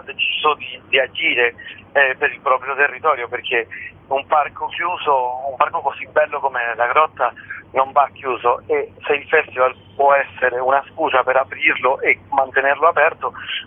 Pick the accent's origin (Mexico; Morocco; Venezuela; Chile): Venezuela; io sono cresciuto in Venezuela. E ho deciso di tornare ad Amantea, nel paese dei miei nonni